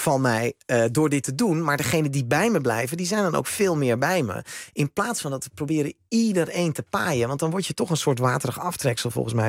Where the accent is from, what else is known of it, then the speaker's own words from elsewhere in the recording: Netherlands; dat wij als Nederlanders naar Duitsland zouden gaan.